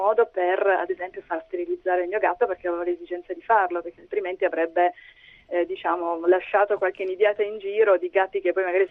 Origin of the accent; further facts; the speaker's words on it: Rome, Lazio, Italy; now in Cecina, Italy; io adesso sono qui a Cecina, ma in realtà sono di Roma.